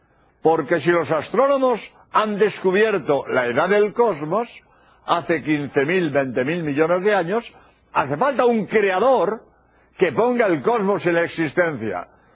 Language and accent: Spanish; Spain; soy jesuita español y he venido a Birmingham a grabar estos espacios